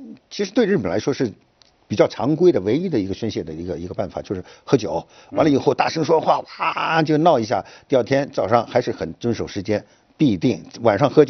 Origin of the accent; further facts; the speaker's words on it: China; 他说一看我是个中国人，能说中文